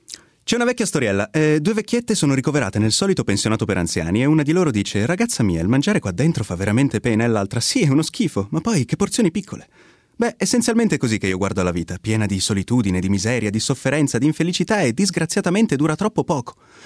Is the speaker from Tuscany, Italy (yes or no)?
no; Milan, Lombardy, Italy; vengo da Milano, ho 23 anni.